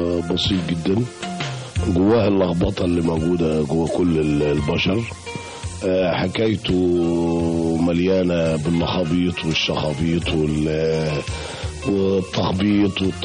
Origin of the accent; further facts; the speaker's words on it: Bulaq Dakrour, Giza Governorate, Egypt; لأن أنا سبت بلاب العلا وأنا عندي يمكن 5 سنين، وبعدين عشت كتير في بلاد دكرور، يمكن عشت لغاية ما اتجوزت سنة 89، وبعد كده انتقلت بعد ما اتجوزت للهرم.